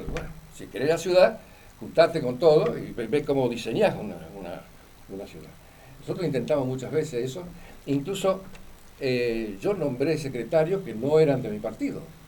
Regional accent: Gálvez, Santa Fe, Argentina; Y sí, yo nací en Gálvez, me crié en Gálvez ya hace unos cuantos años, yo tengo casi 80, ¿no?

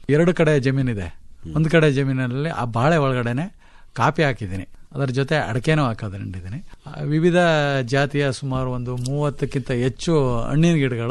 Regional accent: Karnataka, India; ಅದು ಗಡಿನಲ್ಲಿದೆ, ಚಾಮರಾಜನಗರ ಜಿಲ್ಲೆಯ ಕೊನೆಯ ಗ್ರಾಮ. ಆದ್ರೂ ಒಂದು ಕಡೆ ಕೇರಳ ಮತ್ತೆ ತಮಿಳುನಾಡಿನ ಗಡಿ ಭಾಗದ ಕಾಡಂಚಿನ ಗ್ರಾಮ. ಅಲ್ಲಿಂದ ಆಚೆಗೆ ಕಾಡೇ ಇರ್ತದೆ. ಆ ಊರಿನಲ್ಲಿ ನಾನು ಹುಟ್ಟಿದ್ದು ಬೆಳೆದಿದ್ದು ಮತ್ತೆ 7ನೇ ತರಗತಿವರೆಗೆ ಅಲ್ಲೇ ಓದಿದ್ದು.

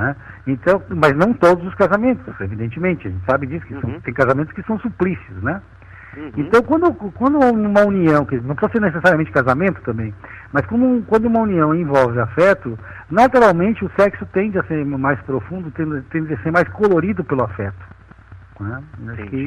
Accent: Caxias do Sul, Rio Grande do Sul, Brazil; now in Salvador, Brazil; Tô aqui na beira da praia, né, meu apartamento na beira da praia aqui em Salvador, então não tem como sair disso, né. Não, claro que eu gosto de Caxias do Sul, é minha cidade natal, gosto da minha terra, mas me sinto como baiano.

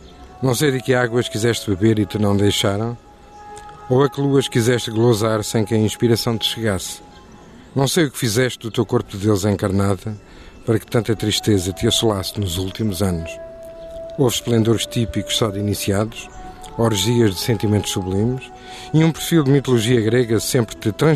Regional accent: Lisbon, Portugal; eu sou lisboeta de gema, nasci em Lisboa e quero ser lisboeta até ao fim, independentemente do amor que tenho naturalmente e que tenho por outras cidades e apesar de não viver neste momento em Lisboa.

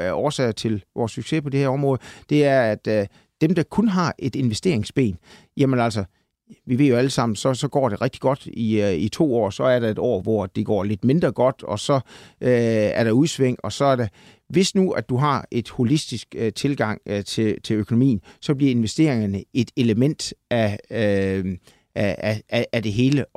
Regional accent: Central Denmark Region, Denmark; Jeg kommer jo fra Salling, som du lige var inde på, og jeg skulle lige vist egentlig have været landmand. Jeg kommer fra landet

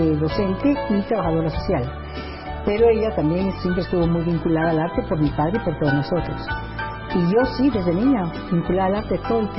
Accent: Ecuador; also born or lived in Guatemala; Mi infancia fue aquí en el país, yo nací en Guatemala. Pero nosotros retornamos al Ecuador cuando éramos muy pequeñitos, muy chicos.

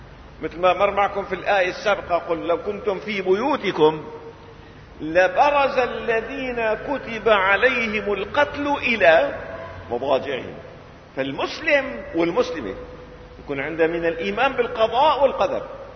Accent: Syria; املي في الحياه اني اشوف الامه العربيه بدءا من بلدنا سوريا

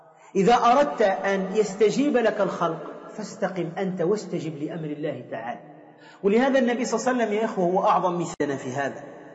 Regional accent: Tunisia; فكما يقال عندنا في تونس قبيح الوجه قبيح الفعل

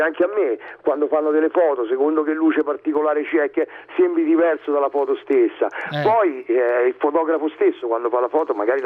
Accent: Rome, Lazio, Italy; Di Monte Mario

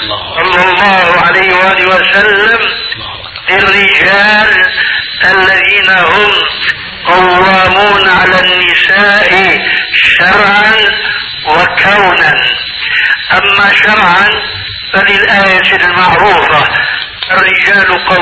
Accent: Syria; كما يقولون عندنا في سوريا بالسريج وبفتيل

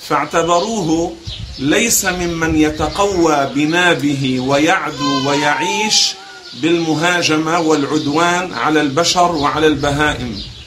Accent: Beirut, Beirut Governorate, Lebanon; نحن عندنا في بيروت مثلا لا نأكله

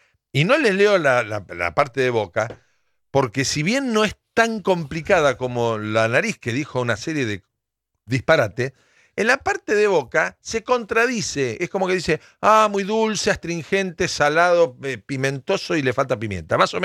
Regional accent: Arroyo Seco, Santa Fe, Argentina; vuelvo a la casita de mis viejos, vuelvo a mi pueblo, Arroyo Seco, ahí a 30 kilómetros de Rosario, en la provincia de Santa Fe

